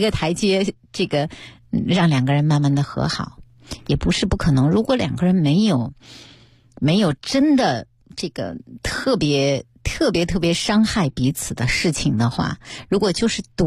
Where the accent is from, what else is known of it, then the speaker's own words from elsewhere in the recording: China; 可能我们很难，特别是我们中国人，